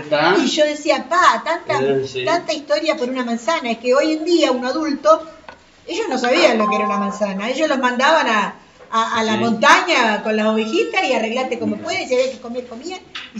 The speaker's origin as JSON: {"language": "Spanish", "country": "Uruguay", "said": "ahora es el momento de demostrar lo inteligentes que somos los uruguayos."}